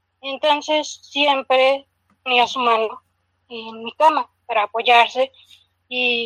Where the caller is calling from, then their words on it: Puebla, Mexico; Soy de Puebla.